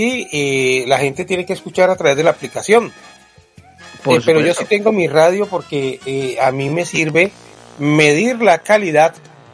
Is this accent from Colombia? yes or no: yes; Cali, Valle del Cauca, Colombia; Yo soy de Cali y una ruana en Cali es una reliquia.